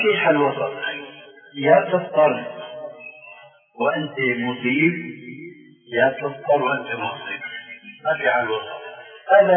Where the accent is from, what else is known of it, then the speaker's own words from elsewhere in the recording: Damascus Governorate, Syria; كما يقولون عندنا في الشام